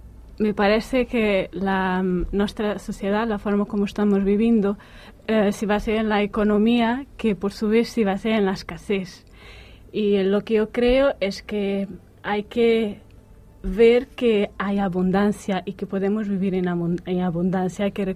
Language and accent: Spanish; Portugal; Spanish is a second language; soy portuguesa y la vida me ha traído aquí.